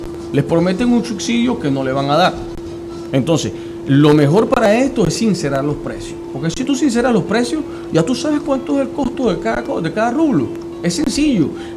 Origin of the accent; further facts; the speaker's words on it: Lara, Venezuela; Te voy a hablar del estado Lara porque es de donde yo soy, okay.